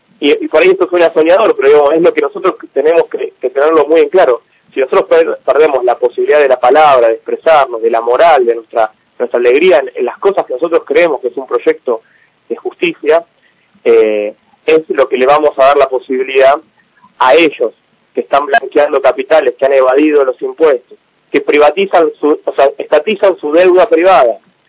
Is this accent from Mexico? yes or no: no; Argentina; muchos de nosotros como argentinos queremos, digamos, yo me considero hijo del 2001, era muy chico del 2001 y teníamos ese país